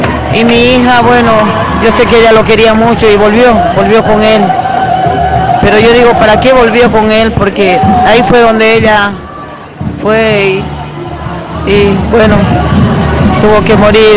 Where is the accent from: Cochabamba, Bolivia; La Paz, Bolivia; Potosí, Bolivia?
Potosí, Bolivia; Bueno, yo soy boliviana, soy de Potosí, y mi hija también es de Potosí.